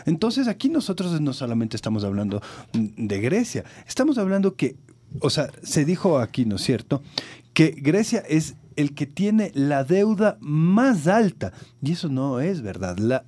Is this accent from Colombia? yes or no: no; Ecuador